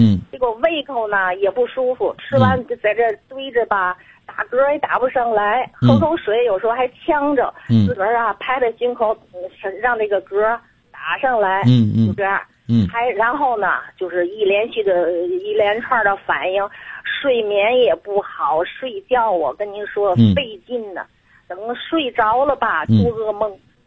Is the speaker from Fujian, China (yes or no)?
no; Tianjin, China; 我还没介绍我自己，我是天津的。